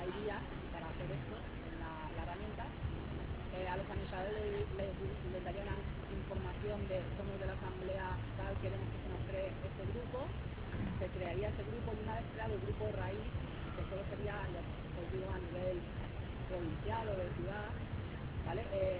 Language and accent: Spanish; Alicante, Valencian Community, Spain; somos de Alicante.